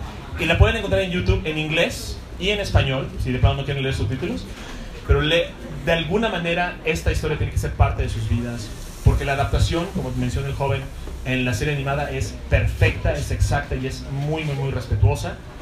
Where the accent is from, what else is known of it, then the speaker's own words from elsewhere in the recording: Cancún, Quintana Roo, Mexico; Soy de Cancún, yo puedo reconocer un bikini muy rápidamente.